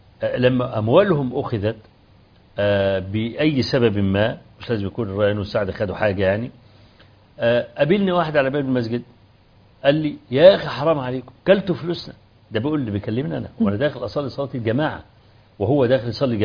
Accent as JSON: {"language": "Arabic", "town": "Kafr El Sheikh", "region": "Kafr El Sheikh Governorate", "country": "Egypt", "tie": "born or raised there", "said": "أول ما جيت في بلدي كفر الشيخ"}